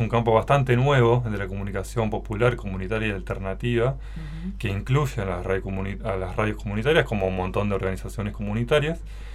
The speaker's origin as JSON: {"language": "Spanish", "region": "Neuquén", "country": "Argentina", "tie": "born or raised there", "also_born_or_lived": "Buenos Aires", "moved": "as an adult", "said": "Yo soy oriundo de Neuquén, nací y criado en Neuquén."}